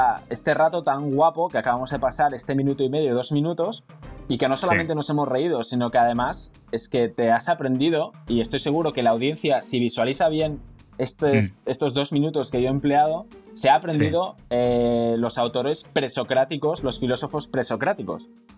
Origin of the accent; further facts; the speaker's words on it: Oviedo, Asturias, Spain; Yo soy de la generación del 91, soy de Oviedo, de Asturias.